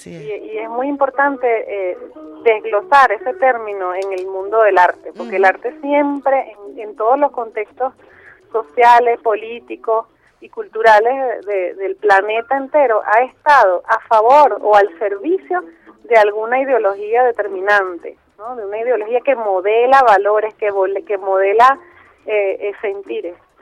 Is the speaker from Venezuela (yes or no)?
yes; Venezuela; tanto que nosotros amamos lo que somos como así venezolanos.